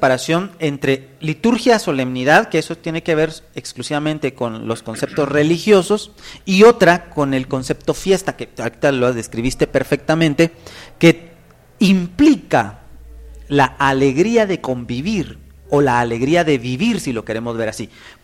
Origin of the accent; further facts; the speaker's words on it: Guatemala; compartimos en este caso una cuestión que nos identifica como guatemaltecos